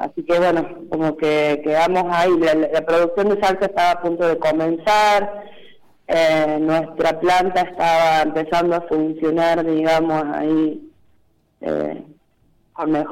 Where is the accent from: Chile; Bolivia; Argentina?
Argentina; Cruz del Eje, Córdoba; de Cruz del Eje.